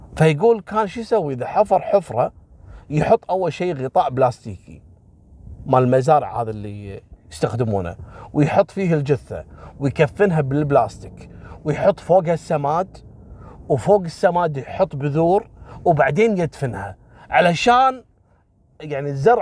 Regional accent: Kuwait; حصلت عندنا في الكويت في واحد اعتقد فلبيني او صيني تم اعدامه في الكويت

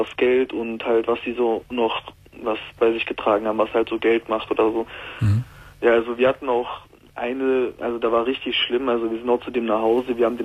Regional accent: Mülheim an der Ruhr, North Rhine-Westphalia, Germany; ich komme aus Mühlheim an der Ruhr und wir haben das auch immer hier in Mühlheim an der Ruhr.

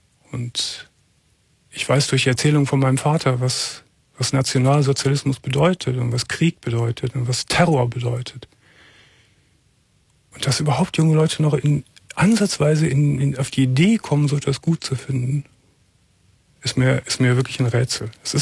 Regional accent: Cologne, North Rhine-Westphalia, Germany; Eigentlich ist es meine Heimatstadt.

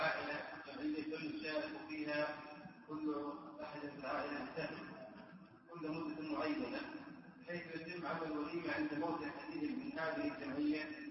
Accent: Jordan; عندنا في الأردن بعض المناطق زيارة أهل الميت

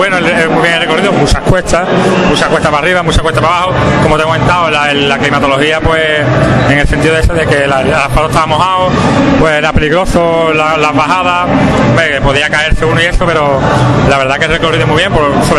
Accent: Rota, Andalusia, Spain; Ya te digo, soy de Rota

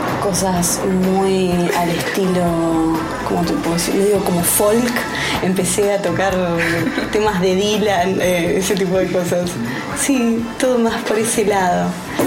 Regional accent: Buenos Aires, Argentina; soy de acá, de Capital, y del barrio de Caballito.

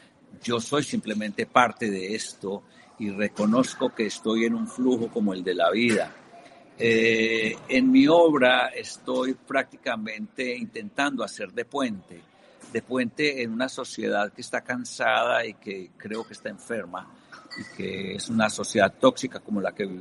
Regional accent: Colombia; also born or lived in Europe; Pienso que como latinoamericano, yo soy colombiano, he vivido en Europa muchos años, pero las raíces permanecen.

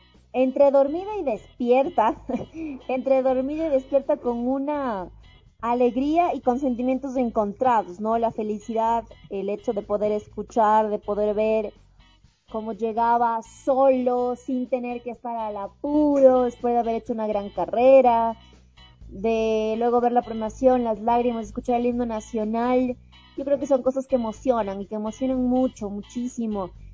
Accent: Ecuador; yo me siento feliz como ecuatoriana

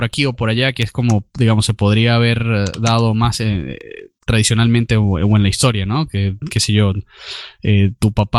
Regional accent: Spain; de tratarlo como como españoles nos toca ver, porque España hizo esto

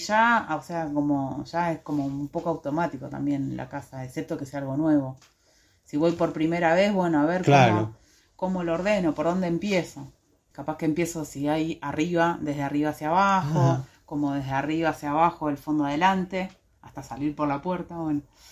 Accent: San Antonio de Areco, Buenos Aires Province, Argentina; now in Ciudad Parque, Argentina; Vengo de un pueblito de Buenos Aires, San Antonio de Areco.

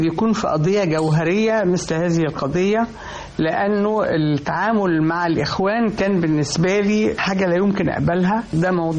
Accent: Egypt; عايزة أقول تجربتي أنا كمواطنة مصرية

